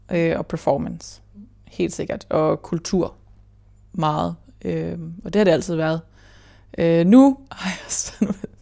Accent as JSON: {"language": "Danish", "town": "Hobro", "region": "North Denmark Region", "country": "Denmark", "tie": "born there", "said": "Jamen, jeg blev født på Hobro sygehus, tror jeg."}